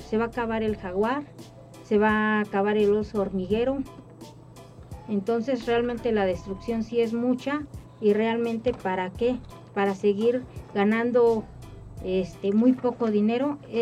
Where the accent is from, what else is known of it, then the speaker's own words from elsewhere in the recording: Mexico; no creo que este progreso sea realmente el que queremos como mexicanos, como mexicanas.